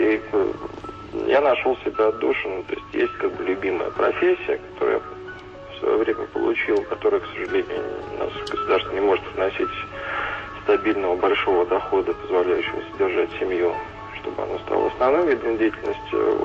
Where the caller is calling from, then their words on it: Moscow, Russia; Я из Москвы вам звоню.